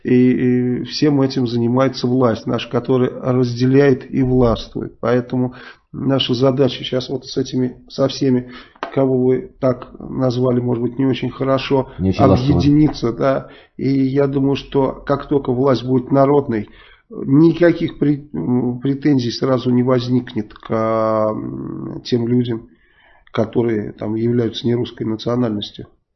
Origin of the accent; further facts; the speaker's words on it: Saratov, Saratov Oblast, Russia; а я из Саратова.